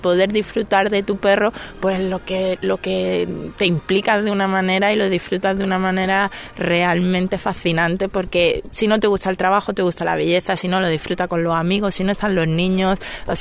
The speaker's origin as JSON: {"language": "Spanish", "region": "Andalusia", "country": "Spain", "said": "yo soy malagueña"}